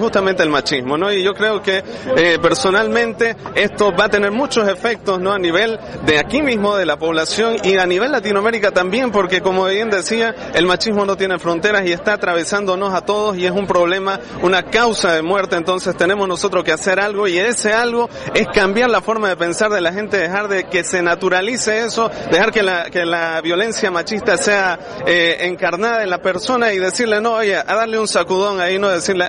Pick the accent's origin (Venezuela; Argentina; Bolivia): Bolivia; vengo de Bolivia